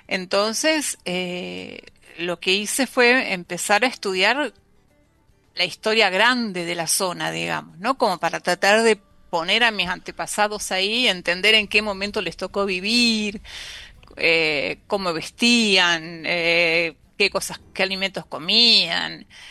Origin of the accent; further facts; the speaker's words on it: La Pampa, Argentina; born there; donde yo nací, en La Pampa.